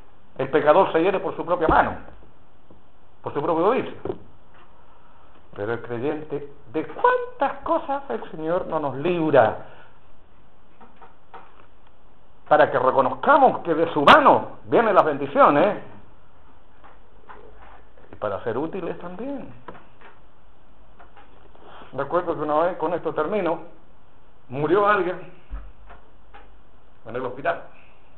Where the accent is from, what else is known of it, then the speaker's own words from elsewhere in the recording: Chile; Somos chilenos, ¿no? Y los chilenos somos bien rencorosos, empezando por mí.